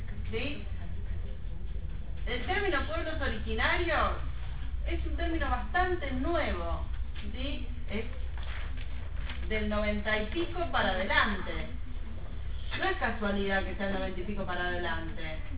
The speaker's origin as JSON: {"language": "Spanish", "country": "Argentina", "said": "Así como nosotros somos argentinos, ¿sí?"}